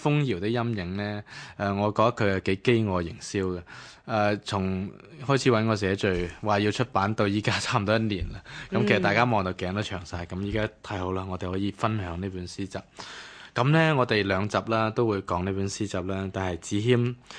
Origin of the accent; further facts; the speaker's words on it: Hong Kong; 咁我哋都系香港人比较爱妻啲。